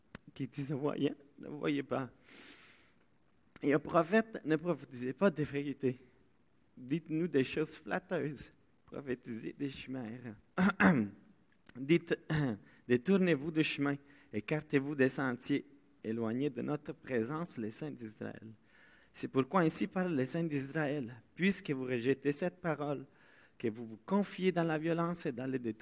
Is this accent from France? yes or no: no; Italy; French is a second language; now in Tingwick, Canada; parce que je viens de l'Italie. Et ça fait désormais 7 ans que je vis au Québec et que je suis dans cette église parce que je suis arrivé à Tingwick. Donc, c'est pas loin de Victo.